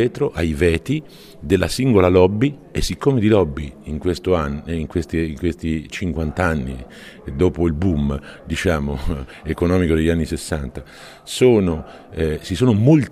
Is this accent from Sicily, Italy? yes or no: no; Umbria, Italy; Io vengo dalla regione dell'Umbria, che ha appena finito la sua ricostruzione del disagio.